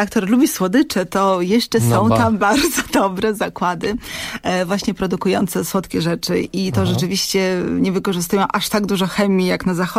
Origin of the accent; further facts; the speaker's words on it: Grodno, Grodno Region, Belarus; Polish is a second language; bo pochodzę też z Grodna, więc wolę zdecydowanie takie bardziej kameralne miasta